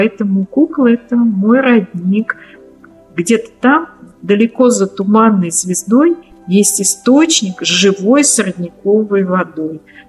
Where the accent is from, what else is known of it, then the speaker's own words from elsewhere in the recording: Ryazan Oblast, Russia; так как я из Рязанской области.